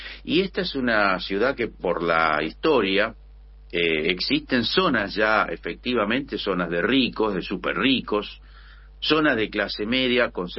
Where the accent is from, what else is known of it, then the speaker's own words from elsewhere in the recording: Buenos Aires, Argentina; no puedo dejar de plantear como porteño la preocupación